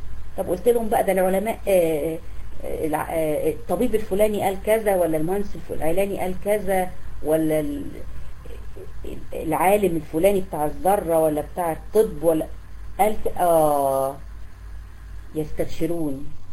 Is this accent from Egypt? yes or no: yes; Egypt; في عندنا في مصر هنا في قرى الصعيد